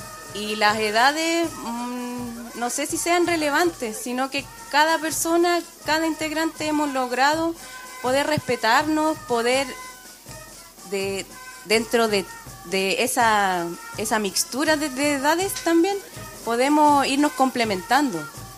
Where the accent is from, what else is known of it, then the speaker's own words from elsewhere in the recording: Puente Alto, Santiago Metropolitan Region, Chile; No, soy de Puente Alto, soy de El Llano, pero viajo todos los sábados